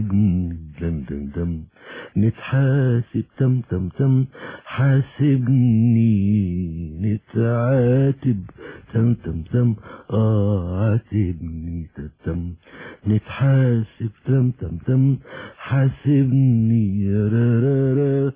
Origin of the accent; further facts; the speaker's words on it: Alexandria, Alexandria Governorate, Egypt; ان انا ملحن من اسكندرية احنا اصحاب من صغرنا يعني